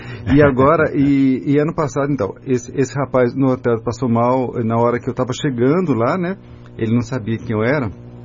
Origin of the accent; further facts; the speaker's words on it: Guarda, Centro, Portugal; Eu sou da Guarda, né? A família é da Guarda.